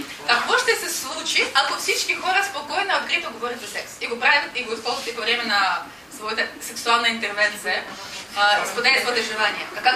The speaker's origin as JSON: {"language": "Bulgarian", "country": "Russia", "second_language": "Bulgarian", "moved": "yes", "lives_now": "Bulgaria", "said": "Независимо, че съм от Русия, аз обожавам България, вярвам в нейното бъдеще"}